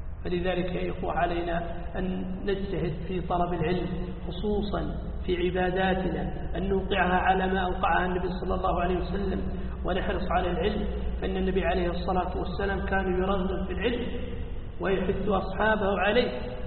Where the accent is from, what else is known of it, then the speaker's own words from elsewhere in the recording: Saudi Arabia; عندنا في السعودية